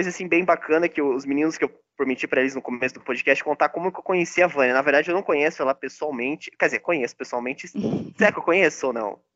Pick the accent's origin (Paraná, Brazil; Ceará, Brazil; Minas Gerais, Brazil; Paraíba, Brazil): Paraná, Brazil; São José dos Pinhais; a gente é de São José dos Pinhais, né, do ladinho de Curitiba